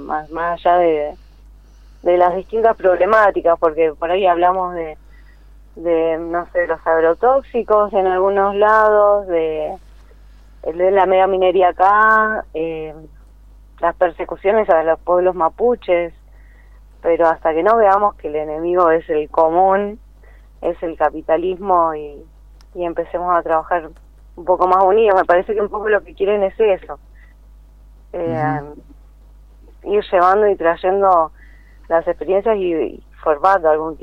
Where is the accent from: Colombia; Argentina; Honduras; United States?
Argentina; La Plata, Buenos Aires Province; yo soy de La Plata, de hecho, también